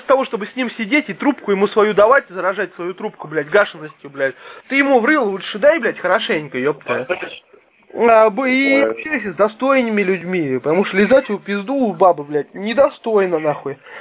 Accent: Zaprudnya, Moscow Oblast, Russia; В Запрудне, конечно, мы коренные все.

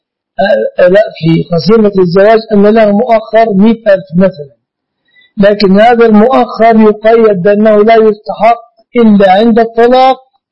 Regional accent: Egypt; يعني عندنا في مصر المؤخر

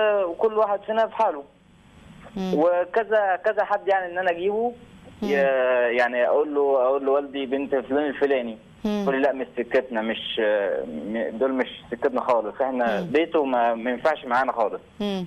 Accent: Faiyum, Faiyum Governorate, Egypt; انا 26 سنه من الفيوم.

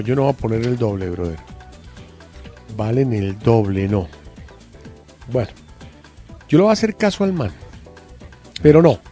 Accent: Bogotá, Colombia; Aquí yo soy bogotano.

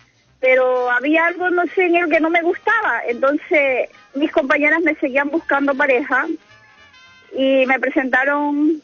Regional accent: Guayaquil, Guayas, Ecuador; now in Chile; llegué hace un año y medio acá a Chile, soy ecuatoriana.

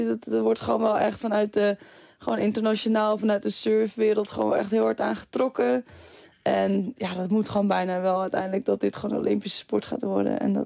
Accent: Netherlands; Dat merk ik gewoon dat het echt nog wel lastig is hoor, als Nederlandse.

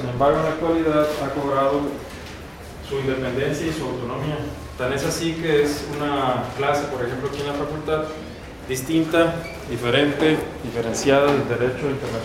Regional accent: Mexicali, Baja California, Mexico; de allá de Mexicali, ¿no? De donde yo soy también oriundo.

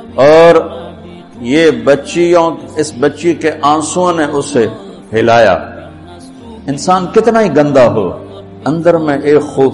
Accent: Tulamba, Punjab, Pakistan; اور میرا home town ہے تلمبا, اس سے 3 کلومیٹر دور میرا گاؤں ہے.

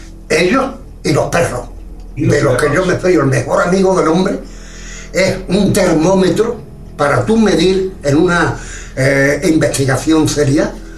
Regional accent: Algeciras, Andalusia, Spain; un señor alcalde de mi pueblo pensó de que los OVNI aquí no interesaban a la juventud de Algeciras.

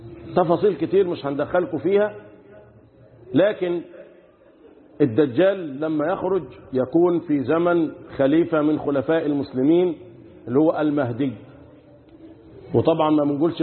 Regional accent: Egypt; اللهم احفظ بلدنا مصر

